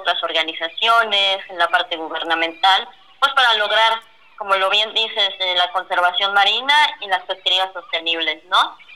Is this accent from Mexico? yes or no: yes; Chiapas, Mexico; now in Guaymas, Mexico; Yo ahorita me encuentro en Guaymas, Sonora, aunque yo soy originaria de Chiapas.